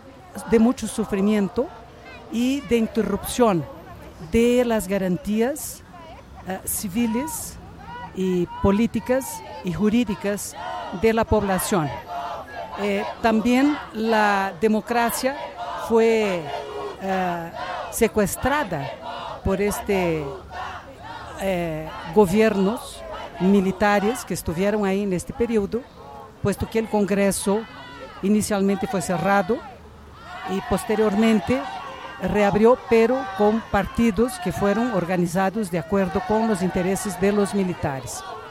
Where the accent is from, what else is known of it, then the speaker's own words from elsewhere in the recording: Brazil; moved away as an adult; now in Mexico; soy brasileña mexicana. Yo vivo en México hace 40 años. Yo vine a México también por problemas políticos en Brasil, yo era estudiante.